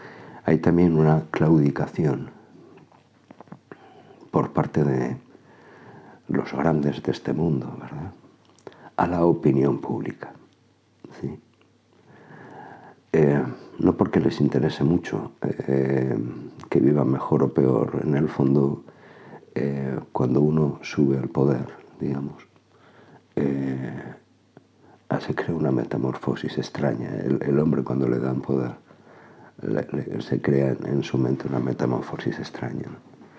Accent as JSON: {"language": "Spanish", "town": "Zaragoza", "region": "Aragon", "country": "Spain", "said": "En mi tierra, aquí en Aragón, Zaragoza, en España"}